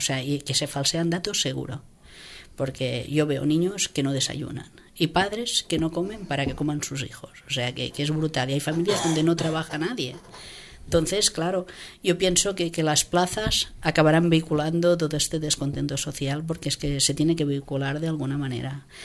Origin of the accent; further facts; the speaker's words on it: Catalonia, Spain; Yo soy del Baix Llobregat. O sea, que si aquí buscamos pedigrí, yo soy del barrio de … O sea, que de San Ildefonso.